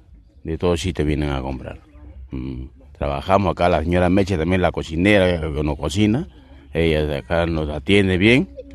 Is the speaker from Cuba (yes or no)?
no; Peru; moved away as an adult; now in Argentina; Acá estamos vendiendo el otro, trabajando de Perú. Venimos de Perú a trabajar acá en las ferias.